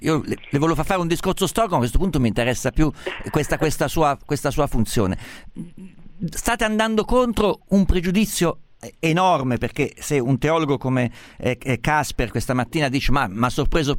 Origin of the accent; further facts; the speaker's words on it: Umbria, Italy; Io sono umbro